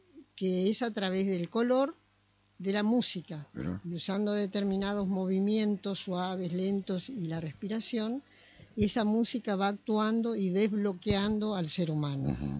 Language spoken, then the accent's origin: Spanish; Mercedes, Corrientes, Argentina; born there; yo nací en Mercedes Corrientes, en una familia bastante numerosa